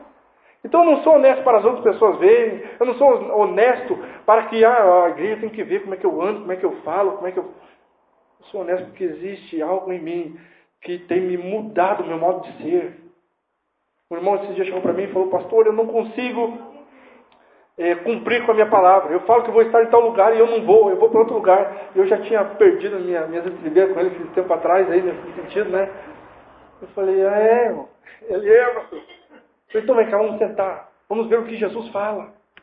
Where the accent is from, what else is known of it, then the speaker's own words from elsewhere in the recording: Curitiba, Paraná, Brazil; mas você tem que sair do teu, por vezes, comodismo que nós temos como curitibano e receber as pessoas em casa.